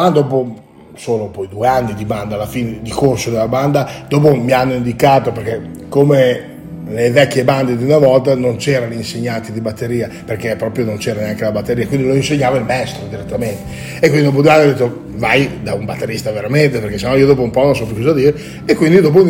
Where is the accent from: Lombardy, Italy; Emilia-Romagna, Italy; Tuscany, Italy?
Emilia-Romagna, Italy; Monzuno; Ho iniziato da piccolino, ormai 7-8 anni, nella banda del mio paese. Abito nella banda di Monzuno, abito lì vicino